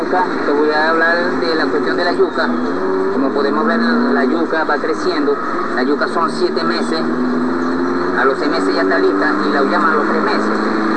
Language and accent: Spanish; Maracaibo, Zulia, Venezuela; por lo menos yo soy de Maracaibo, de San Francisco, del Estado Zulia, que venimos del Estado Zulia a apoyar al camarada